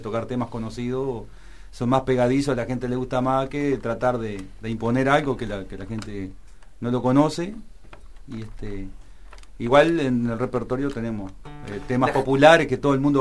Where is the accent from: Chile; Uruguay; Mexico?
Uruguay; Paysandú; una chamarrita que más o menos cuenta nuestra historia de que vinimos de Paysandú hasta que andamos por acá a la vuelta.